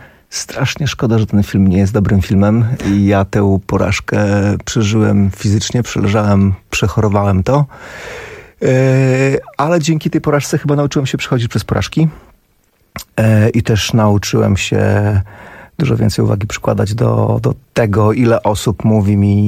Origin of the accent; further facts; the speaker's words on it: Białystok, Podlaskie Voivodeship, Poland; Ja pochodzę z Białegostoku, więc on jest ode mnie parę lat starszy.